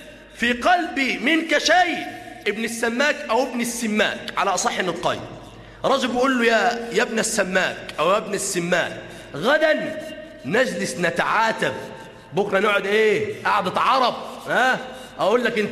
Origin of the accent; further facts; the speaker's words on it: Damietta, Damietta Governorate, Egypt; عندنا في دمياط مسجد ما شاء الله من المساجد الكبيرة